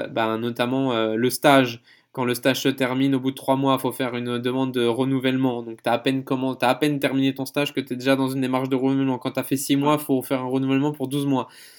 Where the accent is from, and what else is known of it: France